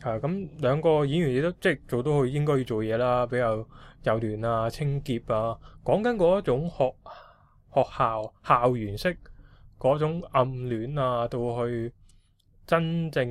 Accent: Hong Kong; 因為我哋香港人啦，我哋睇開佢做一啲廣東話嘅戲啦

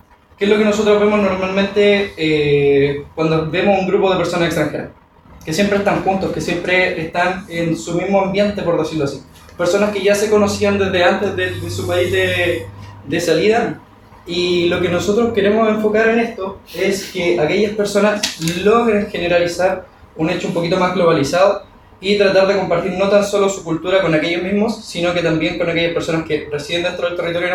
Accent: Chile; sino que también hacia nosotros mismos como chilenos

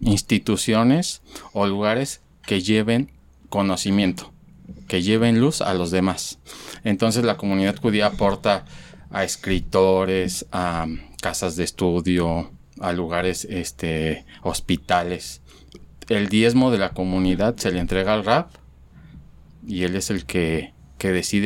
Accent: Mexico; now in Guadalajara, Mexico; yo vengo de México, realmente tengo 1 año y medio, 2 años en Guadalajara

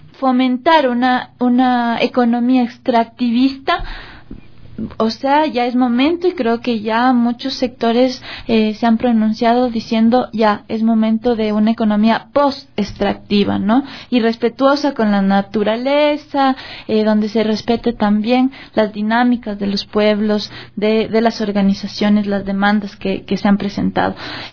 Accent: Ecuador; jóvenes, mujeres, hombres de las ciudades, pero como ecuatorianos

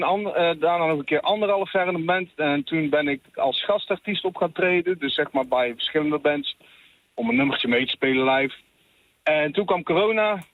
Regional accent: Made, North Brabant, Netherlands; Ik kom zelf uit Maden. Dus ja, daar ligt er een stukje vandaan.

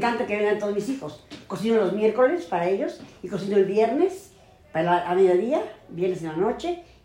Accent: Mexico City, Mexico; born there; Nací en México el 27 de mayo de 1944, en la colonia de los Doctores.

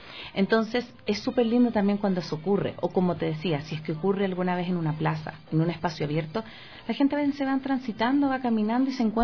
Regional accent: Chile; Yo participé durante 4 años, tuve el honor de participar en una compañía en Santiago, y soy de Chile

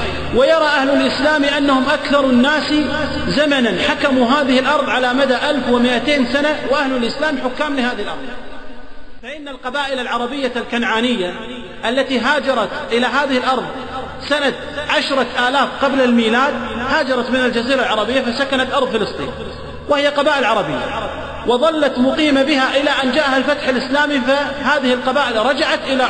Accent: Kuwait

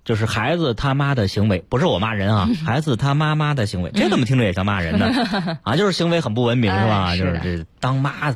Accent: Hubei, China; 我是湖北的，家里边吃热干面比较多

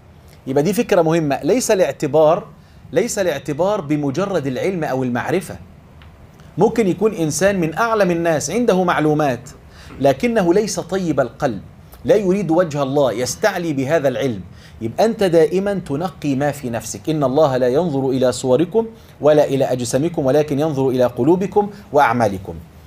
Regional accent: Egypt; إحنا عندنا في مصر مثل بنقول

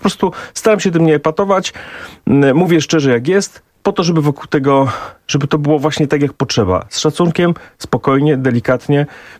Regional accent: eastern Poland, Poland; ludzie w moich rodzinnych stronach na wschodzie Polski boją się

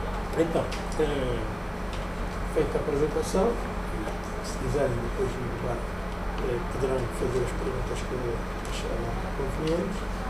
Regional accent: Cuanza Sul, Angola; born there; Nasci no Cão do Sul, sou agrónomo

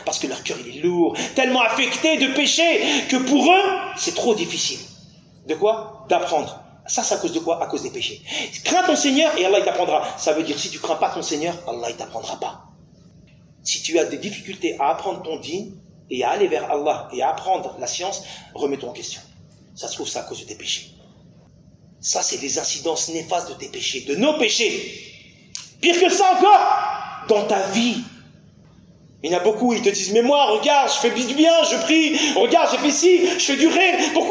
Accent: France; Surtout nous, hein, les francophones, on vient de France.

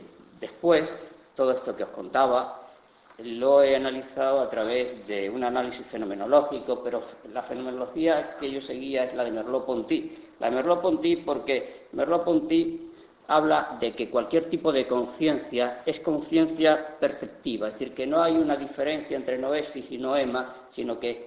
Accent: Andalusia, Spain; porque soy malagueño

